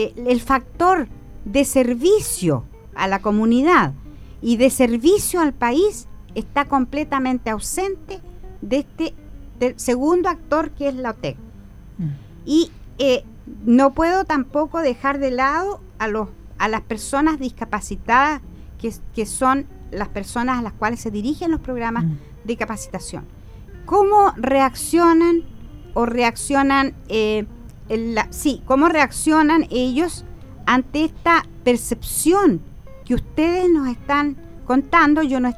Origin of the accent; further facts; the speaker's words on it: Chile; ¿De quiénes somos cómplices los chilenos cuando no hablamos, cuando guardamos silencio